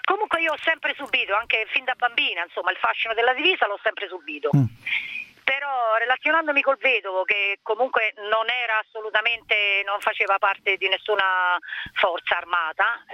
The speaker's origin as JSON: {"language": "Italian", "town": "Rome", "region": "Lazio", "country": "Italy", "said": "Io lavoro in Latina, ma sono di Roma."}